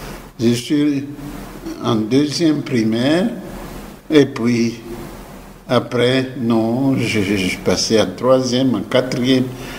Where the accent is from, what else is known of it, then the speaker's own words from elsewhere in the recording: Monkoto, Tshuapa, DR Congo; also born or lived in Libenge / Coquilhatville; J'ai grandi à Monkoto. Et puis, ma grand-mère vient me chercher à Monkoto pour venir au groupe scolaire de Coquilhatteville.